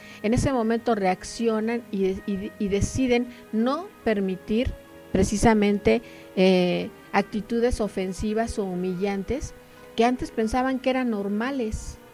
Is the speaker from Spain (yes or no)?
no; Mexico; cuáles son nuestras obligaciones como mexicanos